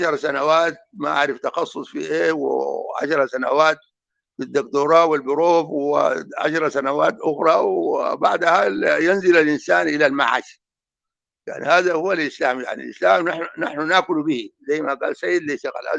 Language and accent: Arabic; Darfur, Sudan; يعني كالمثل اللي عندنا في دارفور